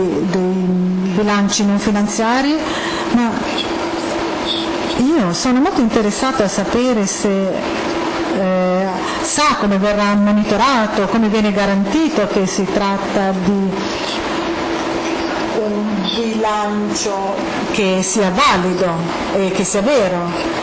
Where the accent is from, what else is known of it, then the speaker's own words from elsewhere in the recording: Hungary; Italian is a second language; sono ungherese.